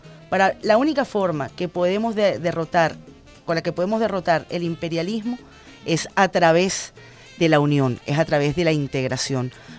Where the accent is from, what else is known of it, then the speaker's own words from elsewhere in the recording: Venezuela; somos venezolanos y somos latinoamericanos.